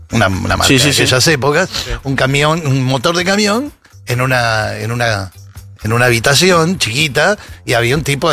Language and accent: Spanish; Luan Toro, La Pampa, Argentina; Mi pueblo se llama Luantoro. Es un pueblo del oeste de La Pampa, muy ganadero, es un pueblo muy chico, de 600 habitantes, de ahí son mis 4 abuelos, mis 2 papás.